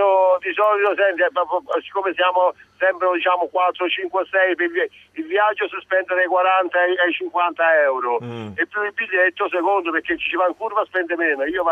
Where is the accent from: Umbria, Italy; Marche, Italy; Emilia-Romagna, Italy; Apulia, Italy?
Apulia, Italy; born there; also born or lived in Rome; now in Florence, Italy; da bambino mi chiamavano … quando da bambino nel paese, perché io sono pugliese di nascita.